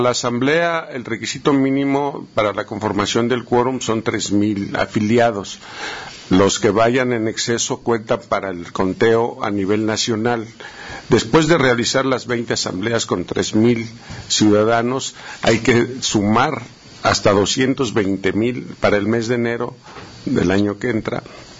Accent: Mexico; como trabajadores, como mexicanos, tenemos derecho, como ciudadanos, nuestro derecho a organizarnos

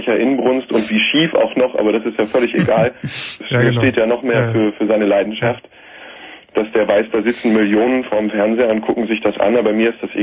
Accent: Germany; Sicherlich haben wir als Deutsche alle ein schweres Erbe zu tragen.

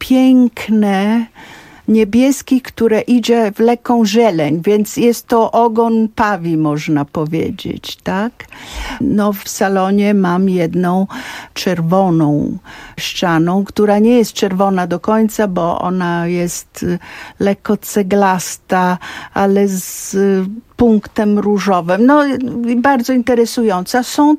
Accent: Florence, Tuscany, Italy; Ja się wychowywałam w domu przede wszystkim florenckim.

